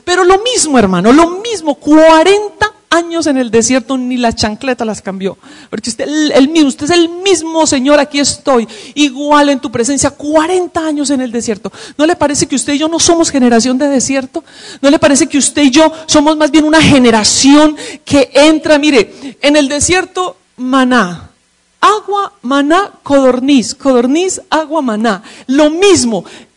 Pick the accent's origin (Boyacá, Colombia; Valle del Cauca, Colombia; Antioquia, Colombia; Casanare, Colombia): Antioquia, Colombia; Medellín; born there; como dicen en la tierra hermosa de donde nací, en Medellín, es diciendo, haciendo y listo.